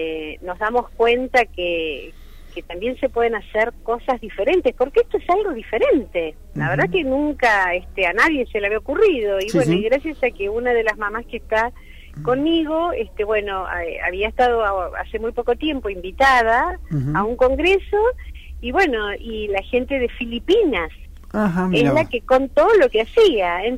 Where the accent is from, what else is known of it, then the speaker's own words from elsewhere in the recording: Buenos Aires, Argentina; yo, que soy de la Ciudad Autónoma de Buenos Aires